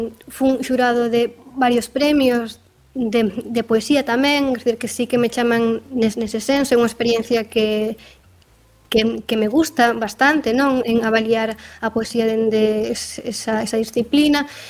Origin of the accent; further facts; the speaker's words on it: Rianxo, Galicia, Spain; aí físicamente en Rianxo, que eu son de Rianxo